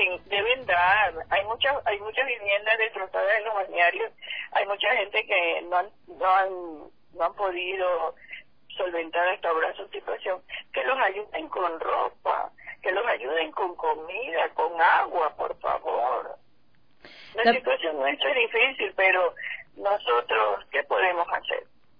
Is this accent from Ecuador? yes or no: yes; Esmeraldas, Ecuador; Así nos toca vivir a los esmeraldeños. Da mucha pena que los balnearios nuestros, los principales, estén siendo tan afectados, y también la ciudad en sí.